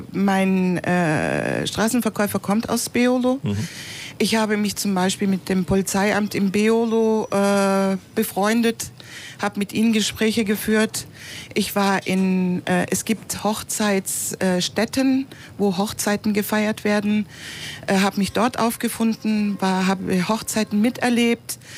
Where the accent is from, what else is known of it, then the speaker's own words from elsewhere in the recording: Istanbul, Turkey; German is a second language; Ich komme aus der oberen Schicht. Ich komme aus Nişantaşı, die eigentlich reiche Schicht.